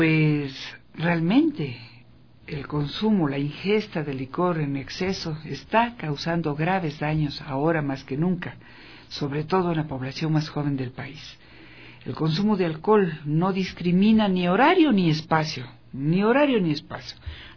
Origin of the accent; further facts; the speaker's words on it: Ecuador; Esa es la codificación que como ecuatorianas, es urgente revertir, es urgente cambiar.